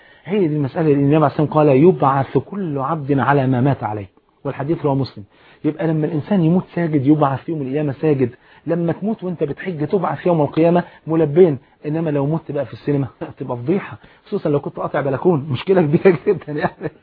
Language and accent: Arabic; Egypt; جريدة الأخبار أو الأهرام عندنا في مصر